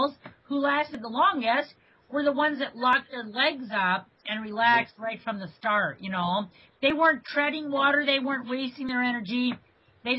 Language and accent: English; Maine, United States; It's like, Bob Crowley, we're from Maine.